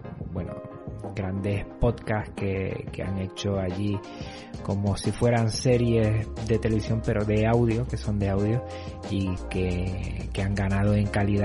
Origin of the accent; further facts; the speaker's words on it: Canary Islands, Spain; Yo soy canario de las Islas Canarias y resido en medio del Atlántico.